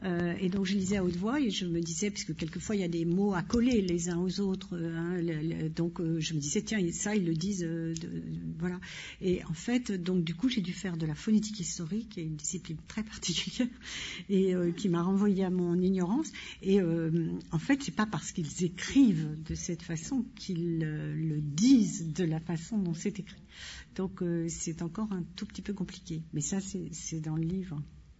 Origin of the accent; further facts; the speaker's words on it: Île-de-France, France; accent: Parisian; comme moi j'ai l'accent parisien.